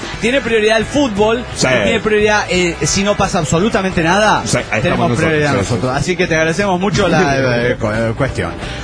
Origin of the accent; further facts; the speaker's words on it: Trelew, Chubut, Argentina; de Trelew, Chubut, Argentina.